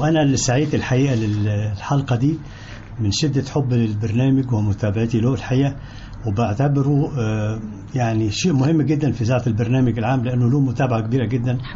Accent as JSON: {"language": "Arabic", "town": "Al-Aqayla", "region": "Sharqia Governorate", "country": "Egypt", "said": "أنا من الشرقية من قرية اسمها العقايلة تابع لمركز الحسنية في محافظة الشرقية"}